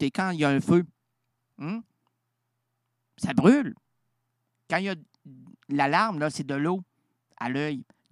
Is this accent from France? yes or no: no; Quebec, Canada; Une grande, une belle, puis une rondelette, comme on les aime chez nous au Québec.